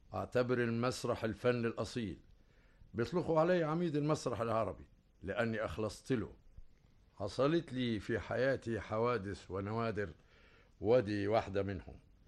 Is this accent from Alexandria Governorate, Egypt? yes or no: no; Faiyum, Faiyum Governorate, Egypt; born there; اتولدت في الفيوم على بحر يوسف،